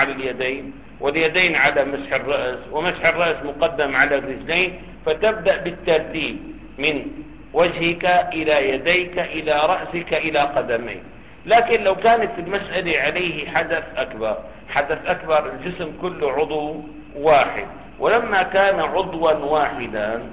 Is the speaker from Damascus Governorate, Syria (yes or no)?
yes; Damascus, Damascus Governorate, Syria; والله عندنا في دمشق 25 أو مجانا